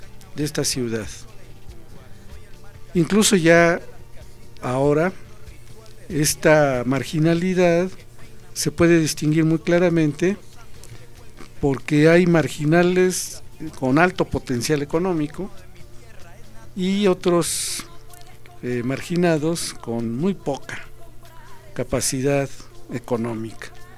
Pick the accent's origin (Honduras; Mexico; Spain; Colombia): Mexico; Decimos, unos son canadienses, otros son estadounidenses, otros somos mexicanos.